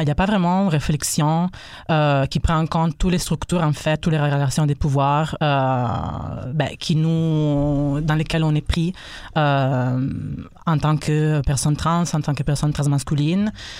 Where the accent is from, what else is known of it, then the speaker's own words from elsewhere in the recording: Italy; French is a second language; moved away as an adult; now in Canada; je suis italien, donc excuse me my French / québécois.